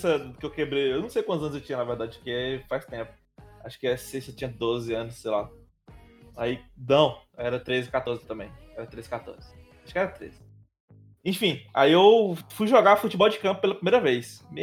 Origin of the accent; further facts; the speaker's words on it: Cristino Castro, Piauí, Brazil; eu sou de Cristina Castro.